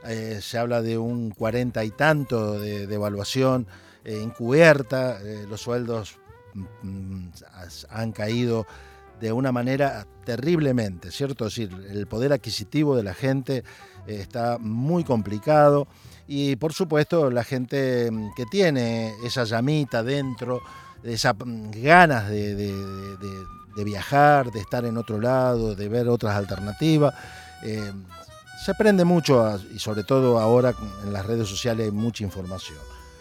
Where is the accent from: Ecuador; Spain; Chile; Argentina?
Argentina; Santa Fe; Para nosotros es porteña, nosotros somos de Santa Fe, y le decimos porteño a los nacidos en Capital Federal.